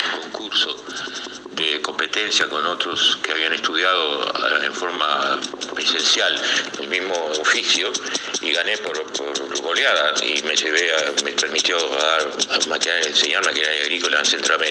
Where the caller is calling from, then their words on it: Paysandú, Uruguay; de Paysandú. Yo en la época del 70 hice un curso por correspondencia de mecánico